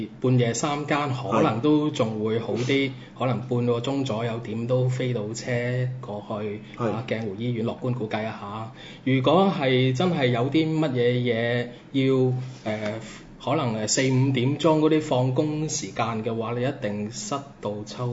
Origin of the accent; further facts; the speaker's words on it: Macau; 即係我自己都土生土長澳門人嚟嘅